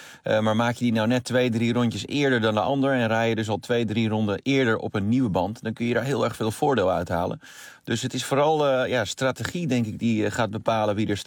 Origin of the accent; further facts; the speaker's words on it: Netherlands; Ja, nou ja, goed, ik ben Nederlander